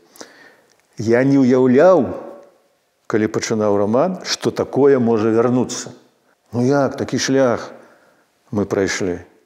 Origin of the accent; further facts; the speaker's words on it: Krevo, Grodno Region, Belarus; born there; Я нарадзіўся ў Крэве пад сценамі Крэўскага замка.